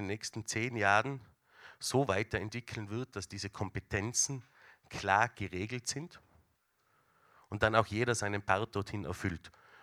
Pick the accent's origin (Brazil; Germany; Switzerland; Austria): Austria; Tyrol; da sind wir als Tiroler natürlich dabei